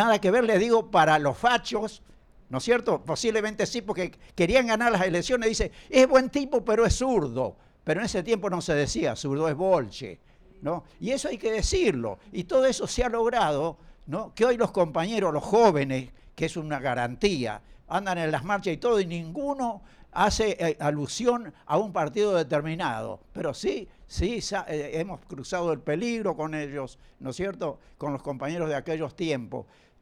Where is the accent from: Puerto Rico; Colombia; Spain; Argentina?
Argentina; Santa Fe; soy hijo de un panadero anarquista, a quien también le rindo homenaje en este momento … yo soy santafesino